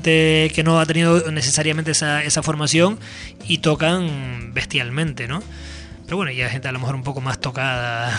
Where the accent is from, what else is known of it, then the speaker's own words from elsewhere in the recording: Canary Islands, Spain; canarios, hay varios contrabajistas, buenos contrabajistas